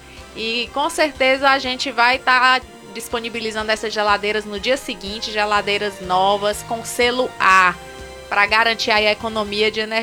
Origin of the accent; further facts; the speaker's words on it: Picos, Piauí, Brazil; Nós somos de Picos.